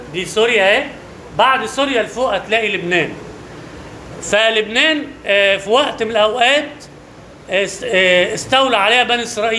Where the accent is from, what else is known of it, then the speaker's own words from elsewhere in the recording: Egypt; بس هنوريك أنواع طبعا مش موجودة عندنا في مصر أبدا،